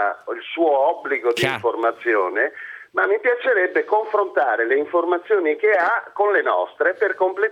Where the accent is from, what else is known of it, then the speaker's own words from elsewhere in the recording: Milan, Lombardy, Italy; io sono un lettore del Corriere della Sera da sempre, perché sono di Milano.